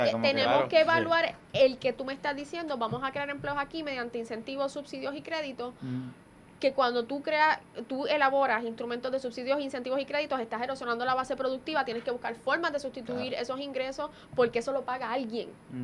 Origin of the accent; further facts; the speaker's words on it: Puerto Rico; porque soy economista, porque soy puertorriqueña, obviamente